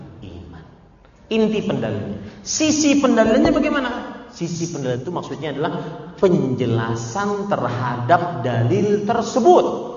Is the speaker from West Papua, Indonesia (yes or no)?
no; Banjarmasin, South Kalimantan, Indonesia; sebagaimana yang ada di kota saya di Banjarmasin